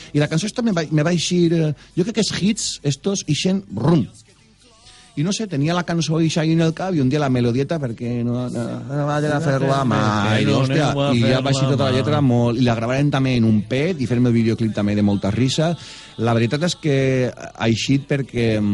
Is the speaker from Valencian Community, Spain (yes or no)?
yes; Sueca, Valencian Community, Spain; Jo soc de Sueca, som mentalitat arrossera, conservadora i superàvit, superàvit.